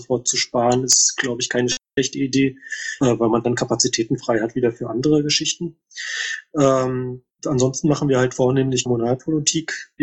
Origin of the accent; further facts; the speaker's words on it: Greifswald, Mecklenburg-Vorpommern, Germany; Erfreulicherweise sind wir seit letzten Dienstag in der Hansestadt Greifswald, also meine Heimatstadt